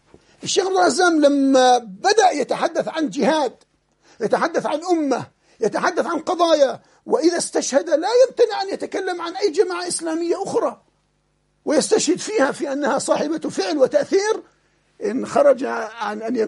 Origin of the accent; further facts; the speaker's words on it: Jordan; عندنا في الأردن وفي غيرها